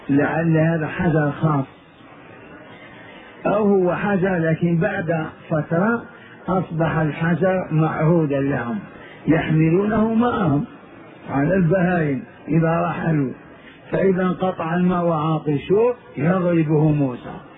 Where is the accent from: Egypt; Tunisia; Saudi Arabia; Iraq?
Saudi Arabia; Hejaz; قبيلة حرب عندنا في الحجاز